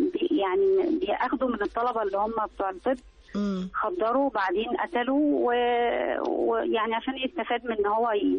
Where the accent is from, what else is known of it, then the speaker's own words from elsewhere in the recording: Alexandria, Alexandria Governorate, Egypt; من اسكندرية برضو